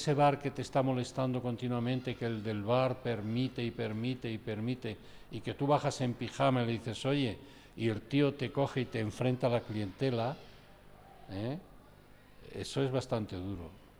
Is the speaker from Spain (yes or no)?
yes; Salamanca, Castile and León, Spain; Y yo, que soy salmantino, con 12 años, 10 años, o sea, estoy hablando de hace más de 60 años